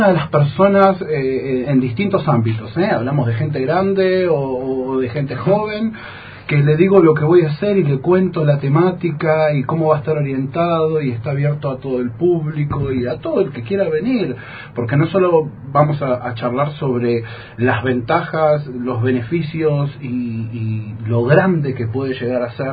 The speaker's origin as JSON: {"language": "Spanish", "region": "Buenos Aires Province", "country": "Argentina", "tie": "born or raised there", "said": "Yo en Buenos Aires, de donde soy oriundo, la provincia de Buenos Aires, cerca de la capital federal, también milito"}